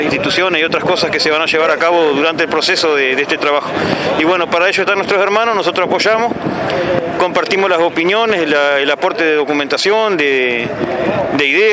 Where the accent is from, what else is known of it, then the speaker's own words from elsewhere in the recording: Tambores, Uruguay; yo vengo de Tambores, límite Paysandú con Tacuarembó.